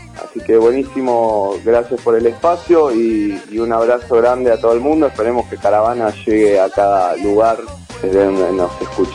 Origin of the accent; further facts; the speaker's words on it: Buenos Aires, Argentina; nosotros somos de Capital Federal